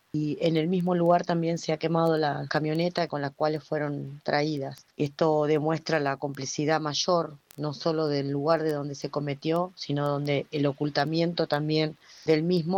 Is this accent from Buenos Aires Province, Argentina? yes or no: yes; Florencio Varela, Buenos Aires Province, Argentina; soy de Florencio Varela